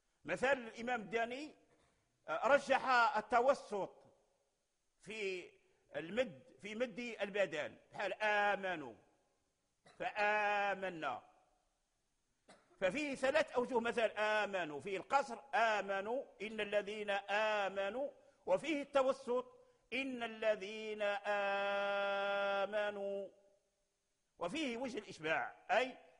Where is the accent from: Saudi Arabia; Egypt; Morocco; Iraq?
Morocco; أسانيدهم موصولة معروفة عندنا في المغرب